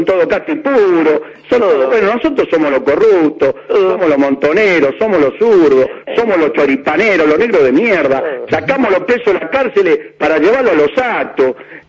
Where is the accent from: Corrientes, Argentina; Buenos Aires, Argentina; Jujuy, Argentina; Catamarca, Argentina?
Buenos Aires, Argentina; Sí, yo estoy de la cancha Argentina, estoy a 10 cuadras. Nací en la Paternal, en la isla. Soy isleño a muerte. Aunque soy fanático hincha de Banfield, por esas cosas de la vida, soy isleño de la Paternal